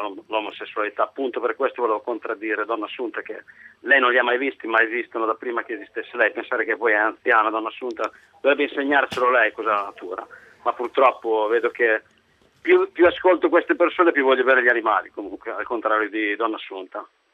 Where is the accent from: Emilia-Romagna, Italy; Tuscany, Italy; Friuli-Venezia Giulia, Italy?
Emilia-Romagna, Italy; Io sono di origine contadina, appunto come lei, sono nato e cresciuto in Romagna, nella terra di Mussolini.